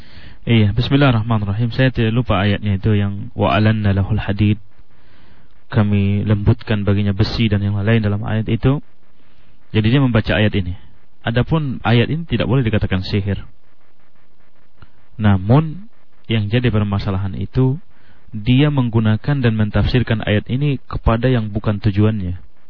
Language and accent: Indonesian; Sumatra, Indonesia; Itu kebetulan kita juga dari Sumatera tahu masalah itu.